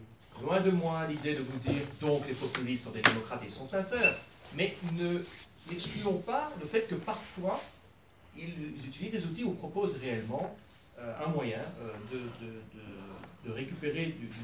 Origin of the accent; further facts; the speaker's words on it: Belgium; davantage de pouvoir au niveau fédéré comme chez nous en Belgique.